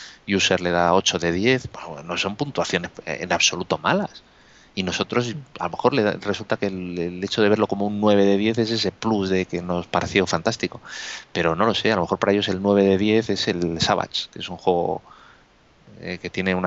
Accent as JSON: {"language": "Spanish", "country": "Spain", "said": "que somos todos los españoles que estamos ahí votando"}